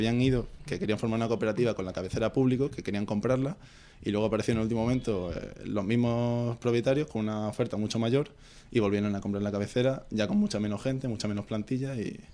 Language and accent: Spanish; Badajoz, Extremadura, Spain; yo que soy de Badajoz, ya estas navidades he aprovechado y lo he llevado para allá también.